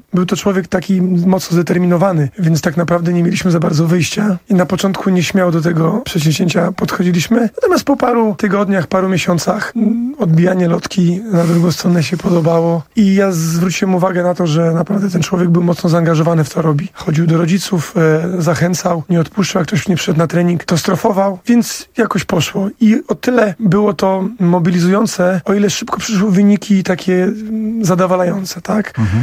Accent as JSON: {"language": "Polish", "town": "Płock", "region": "Masovian Voivodeship", "country": "Poland", "tie": "born or raised there", "said": "ja zaczynałem od tenisa stołowego w mojej rodzinnej miejscowości w Płocku"}